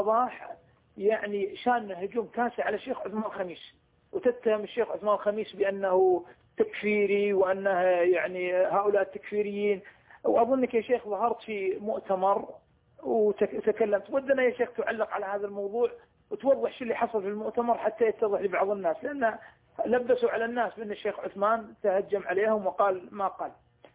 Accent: Kuwait; عندنا في الكويت جريدة سيئة الذكر

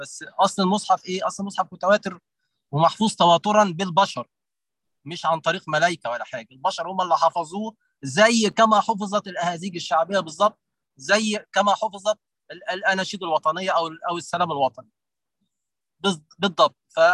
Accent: Egypt; احنا عندنا في مصر في اهازيج شعبيه عمرها ما اتحرفت لحد دلوقتي

